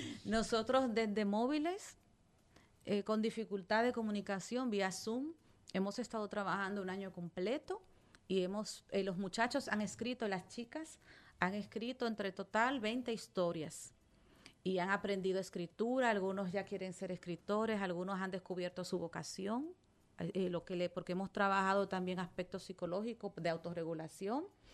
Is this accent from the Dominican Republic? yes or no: yes; Salcedo, Hermanas Mirabal, Dominican Republic; Tú sabes que yo soy de Salcedo